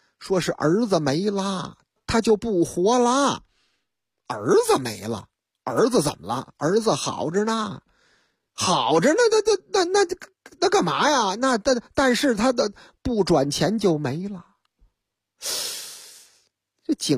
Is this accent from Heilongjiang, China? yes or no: no; Beijing, China; 我这口音我都听出来了。你看咱们是北京人是吧，咱们是如假包换的老北京